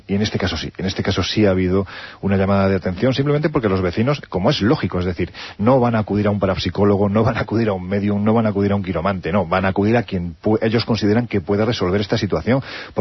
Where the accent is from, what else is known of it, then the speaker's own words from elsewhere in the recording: Jaén, Andalusia, Spain; en el ayuntamiento de mi tierra, en Jaén